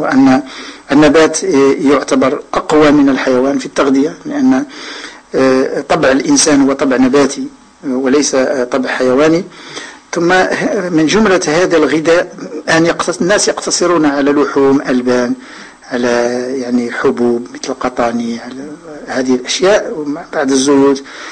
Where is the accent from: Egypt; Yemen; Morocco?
Morocco; كانوا النساء عندنا في المغرب كيفوروا كيعملوا كسكس على هذا الربيع